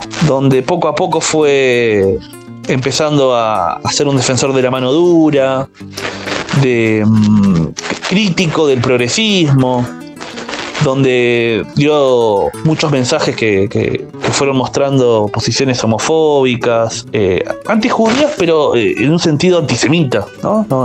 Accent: La Matanza, Buenos Aires Province, Argentina; En mi caso yo soy alguien que soy de La Matanza, municipio de la provincia de Buenos Aires, que está en el conurbano.

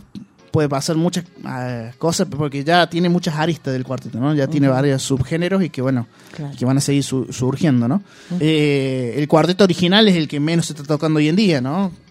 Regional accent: Paraná, Entre Ríos, Argentina; yo vengo de Paraná

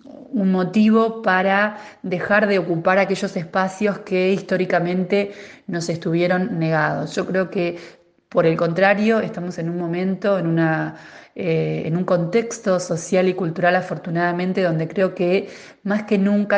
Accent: General Pinto, Buenos Aires Province, Argentina; yo soy de General Pinto, ¿no?

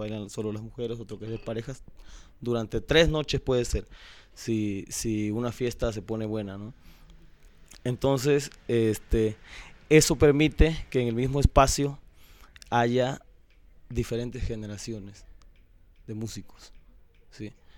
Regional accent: Cosoleacaque, Veracruz, Mexico; born there; cuando viajaron de Juan Rodríguez Clara, que era el pueblo donde él nació, a Cosoleacaque, que fue donde yo nací, cuando migró la familia para allá a trabajar en la industria petrolera

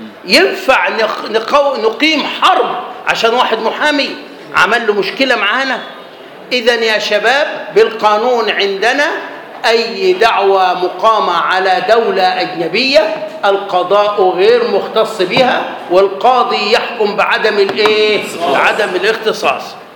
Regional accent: Egypt; فالمقنن عندنا في مصر أخرج بعض المسائل

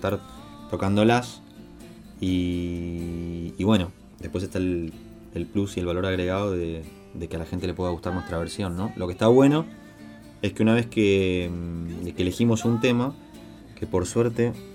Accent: Corrientes, Argentina; now in Buenos Aires, Argentina; oriundo de Corrientes, pero vivo hace bastante ya en Capital Federal.

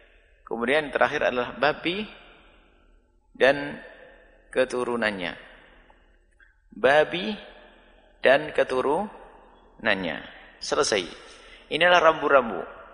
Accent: Java, Indonesia; Saya orang Jawa, suka teri.

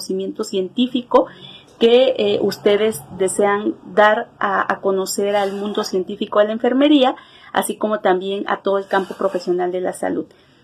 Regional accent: Mexico; soy enfermera mexicana.

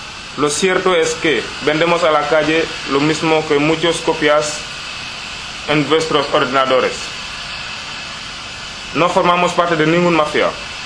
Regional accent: Senegal; now in Spain; Soy de Senegal. Llevo menos de 2 años en España.

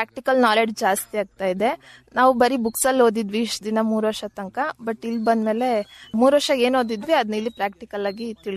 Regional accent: Chikkamagaluru, Karnataka, India; ನನ್ನ ಸ್ವಂತ ಊರು ಬಂದ್ಬಿಟ್ಟು ಚಿಕ್ಕಮಗಳೂರು.

